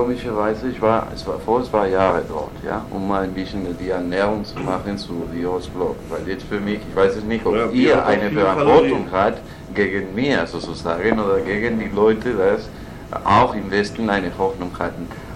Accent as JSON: {"language": "German", "country": "Spain", "second_language": "German", "said": "ich sagte, ich bin Spanier, und plötzlich den ganzen Kleinen bekannte, dass ich Spanier war."}